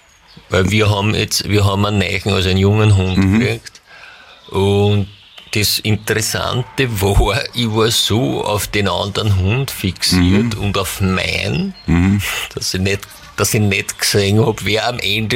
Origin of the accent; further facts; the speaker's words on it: Lower Austria, Austria; als Niederösterreicher habe ich es ja nach Wien nicht weit